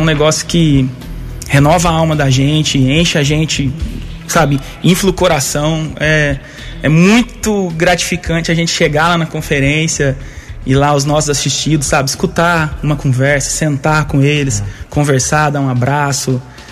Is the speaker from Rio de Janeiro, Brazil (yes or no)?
no; Mococa, São Paulo, Brazil; now in Guaranésia, Brazil; Eu não sou natural de Guaranésia, na verdade, eu sou natural de Mococa. Mudei para cá com a minha família em 2000. Meu pai veio trabalhar na SIAC e acabou nós todos a vir morar aqui em Guaranésia.